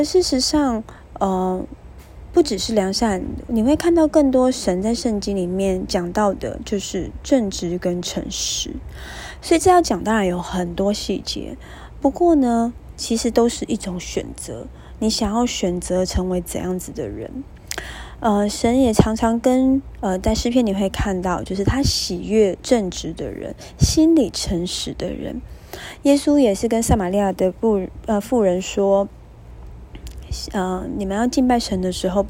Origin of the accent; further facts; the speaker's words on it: Taiwan; accent: Taiwanese Mandarin; Oh my god， 我的台湾国语再一次“择善固执”。